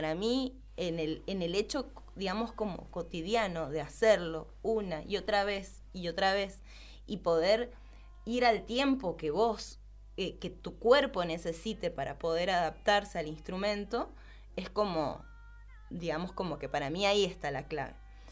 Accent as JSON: {"language": "Spanish", "region": "Buenos Aires", "country": "Argentina", "said": "yo soy de allá de Buenos Aires"}